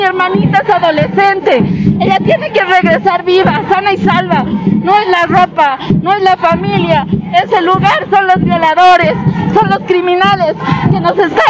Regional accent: La Paz, Bolivia; De La Paz, de la ciudad de La Paz.

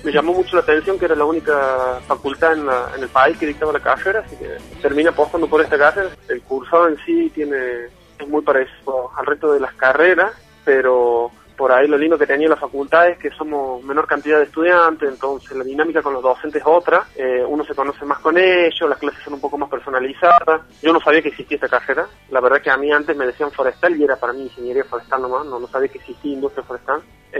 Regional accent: Córdoba, Argentina; Yo soy de Córdoba

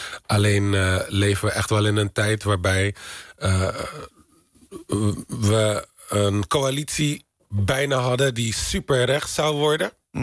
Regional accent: Netherlands; Ik weet waar ik vandaan kom. We hebben een hele rijke Afrikaanse geschiedenis. In Nederland opgegroeid in armoede.

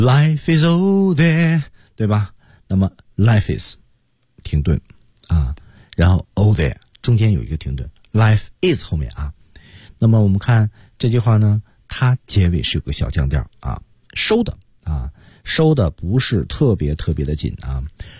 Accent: Beijing, China; 比如说我的家乡其实在北京嘛

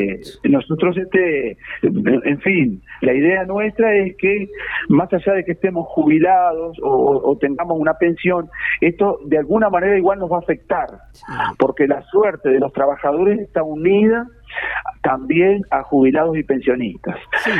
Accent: Melo, Cerro Largo, Uruguay; now in Maldonado, Uruguay; Yo, por ejemplo, soy oriundo del Cerro Largo.

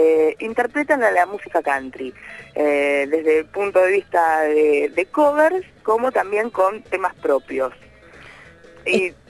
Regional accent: Buenos Aires, Argentina; es bastante difícil para mí, que soy una porteña que no bailo, venir a bailar acá

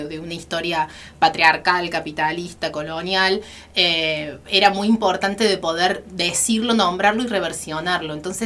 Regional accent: Córdoba, Argentina; En realidad nací y criada en Córdoba capital, en el barrio Alto Alberdi, y ya viviendo en Sierras Chicas hace casi 5 años con mi familia. Así que, bueno, vengo de allá, de Arroyitos y Sierras

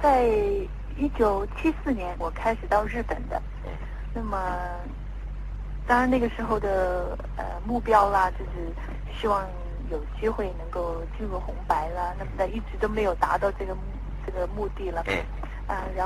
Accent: Taiwan; 那么我是台湾生长的，

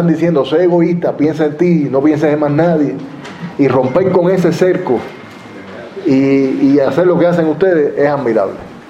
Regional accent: Cuba; also born or lived in United States; Tú sabes que yo nací allá, yo nací en Estados Unidos. Y yo tuve la tremenda suerte de que mis padres me trajeran para Cuba, con 5 años.

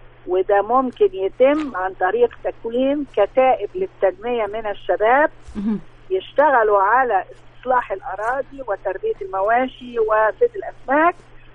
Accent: Egypt; المصريين مش واخدين بالهم ان احنا مصريين فراعنة

